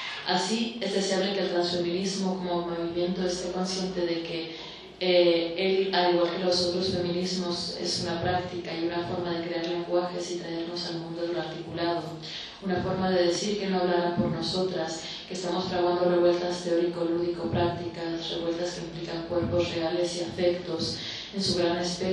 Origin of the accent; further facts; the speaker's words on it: Tijuana, Baja California, Mexico; moved away; yo soy de Tijuana, del norte de México, pero no vivo ahí desde hace mucho tiempo